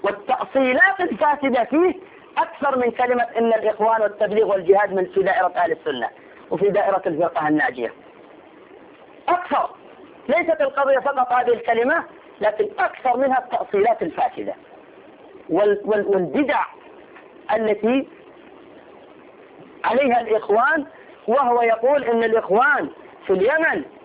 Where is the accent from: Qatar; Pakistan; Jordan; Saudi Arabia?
Saudi Arabia; عندنا في السعودية نحن